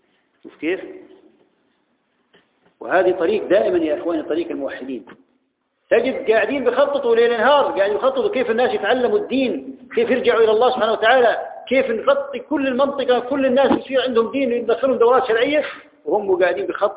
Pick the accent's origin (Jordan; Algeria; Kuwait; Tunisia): Jordan; ولكن كان عايشين عندنا في الاردن